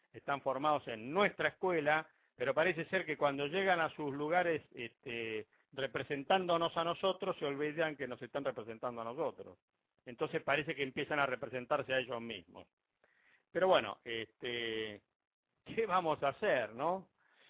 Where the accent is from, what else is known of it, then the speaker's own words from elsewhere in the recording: Argentina; ¿Qué ley me defiende a mí? ¿Hay alguna ley que me defienda a mí o toda la ley lo defiende solo a los demás? Es un tema que algún día los argentinos lo tendremos que tratar, ¿no es cierto?